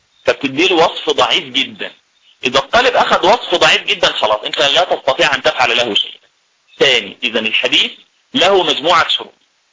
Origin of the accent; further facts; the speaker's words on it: Egypt; في مثال عندنا في مصر بنضربه لتقريب مسائل المصطلح كلها